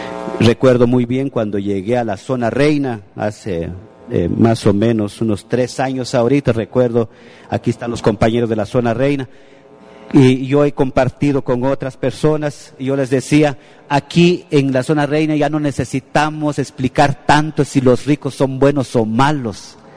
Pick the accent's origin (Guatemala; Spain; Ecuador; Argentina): Guatemala; Santa Cruz del Quiché, Quiché; Yo soy de Santa Cruz del Quiché